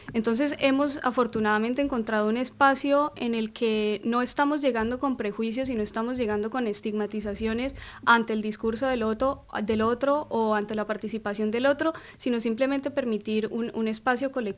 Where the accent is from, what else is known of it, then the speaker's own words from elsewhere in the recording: Colombia; now in Argentina; desde siendo colombianos, somos muchos los colombianos que estamos acá en Argentina